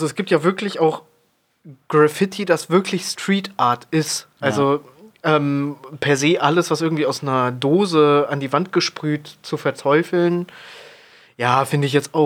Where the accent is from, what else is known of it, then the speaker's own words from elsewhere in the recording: Berlin, Germany; Also als Berliner neigt man doch eher dazu, das auszublenden.